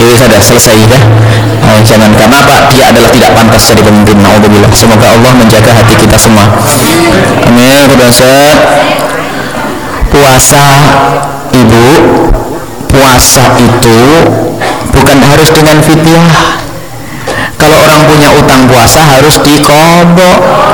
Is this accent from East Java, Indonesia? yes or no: yes; Blitar, East Java, Indonesia; Adapun yang masyhur di masyarakat Blitar, kampung kami, kodok.